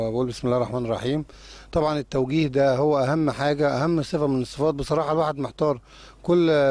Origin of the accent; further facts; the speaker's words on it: Egypt; زي ما بيقولوا عندنا في مصر على الجرح